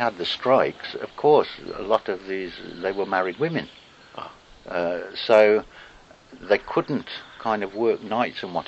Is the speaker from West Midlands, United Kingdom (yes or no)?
yes; Stafford, West Midlands, United Kingdom; So I was born and lived in Stafford. Mm. It is really a small county town compared with most counties.